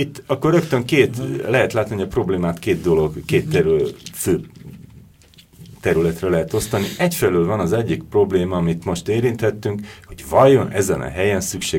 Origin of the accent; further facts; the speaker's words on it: Budapest, Hungary; belvárosi gyerek vagyok, a Budapest 5. kerületének a belvárosi részében nőttem föl, és éltem, és szeretem azt a területet